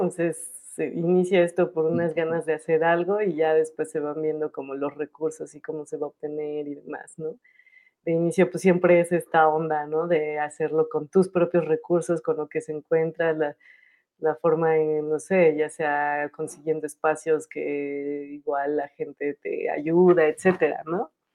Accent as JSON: {"language": "Spanish", "town": "Toluca", "region": "State of Mexico", "country": "Mexico", "tie": "born or raised there", "said": "que fue en mi pueblo natal"}